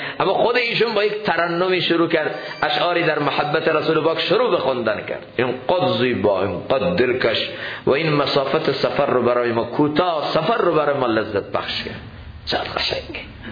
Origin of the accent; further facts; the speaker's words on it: Iran; first language fa; افسوسه که ما ایرانی هستیم، فارسی زبان هستیم